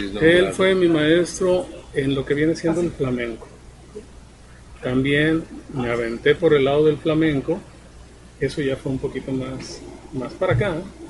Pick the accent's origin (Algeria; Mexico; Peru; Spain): Mexico; Tijuana, Baja California; now in Guadalajara, Mexico; Mira, yo soy de Tijuana, California.